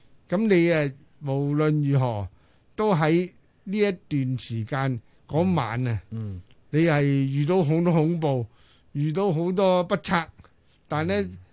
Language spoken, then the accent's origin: Cantonese; Hong Kong; 因为我们都是香港人，我们都有冒险精神，我们呢亦有中国人稳阵嘅